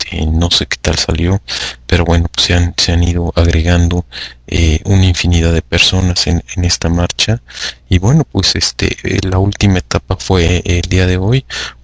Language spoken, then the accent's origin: Spanish; Mexico; Aquellos que no tenemos hijos, comportarnos como buenos mexicanos, como gente de bien.